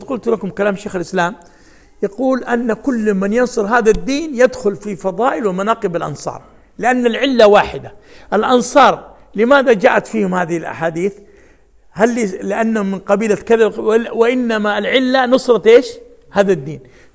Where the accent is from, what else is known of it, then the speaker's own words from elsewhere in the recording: Jeddah, Makkah Province, Saudi Arabia; وأذكر أنا أول ما نشأت يعني جلست في مدينة جدة، جلسنا 10 سنوات